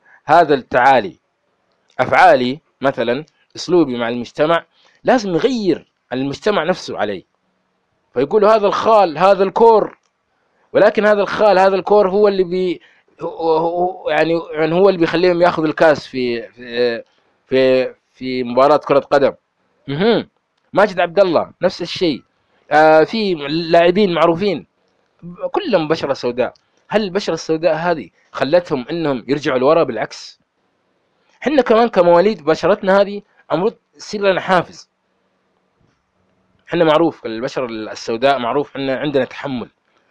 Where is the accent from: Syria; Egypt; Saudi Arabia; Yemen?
Saudi Arabia; Riyadh, Riyadh Province; يعني أنا ولدت في الرياض، درست في مدارس الرياض، أصحابي كلهم كانوا بيض، ولكن بعضهم كانوا يعيرون إني أنا أسود، يعيرون إني أنا شعري ملتف، يعيرون إني تكروني